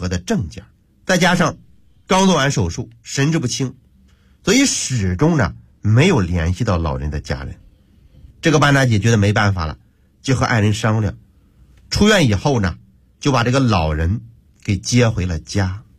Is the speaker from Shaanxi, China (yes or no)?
no; Hebei, China; 我要和大伙分享一个发生在我的老家河北的真人真事